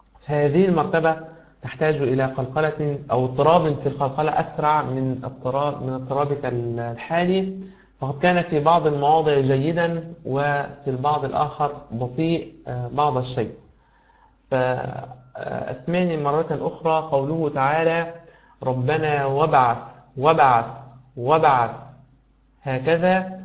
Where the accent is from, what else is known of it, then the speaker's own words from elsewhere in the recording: Egypt; كما يقول بعض المشايخ عندنا في مصر ثلاث الذهب